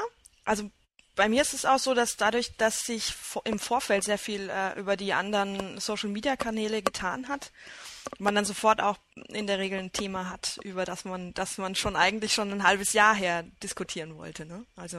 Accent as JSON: {"language": "German", "region": "Bavaria", "country": "Germany", "said": "Also ich denke da jetzt gerade beispielsweise an die Heimatbistümer, wo ich herkomme"}